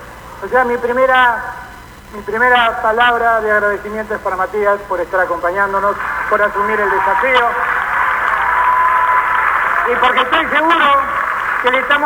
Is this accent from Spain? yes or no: no; Buenos Aires, Argentina; La amo tanto, soy tan porteño. Me encanta ser porteño, me encanta estar en la ciudad. Me encanta ser tan porteño como federal. Me encanta ser un porteño que ama el interior del país